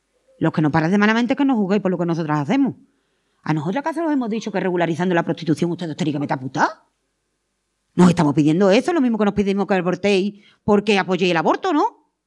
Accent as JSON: {"language": "Spanish", "region": "Andalusia", "country": "Spain", "said": "Como pasa, por ejemplo, en los barrios de mi pueblo, en los barrios de allí de Sevilla, no mucho."}